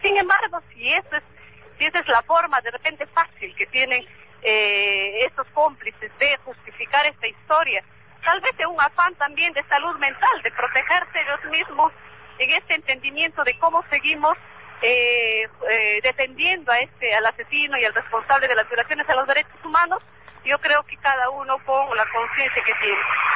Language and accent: Spanish; Peru; que deben permitir la convivencia de todos como peruanos con el respeto que todos nos merecemos